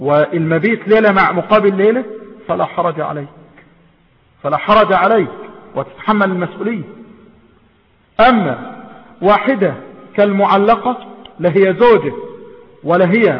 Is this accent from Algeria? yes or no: no; Egypt; وهنا عندنا في مصر ماذا يقال؟